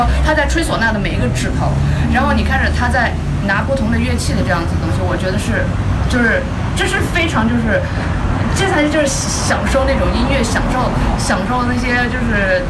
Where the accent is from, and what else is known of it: China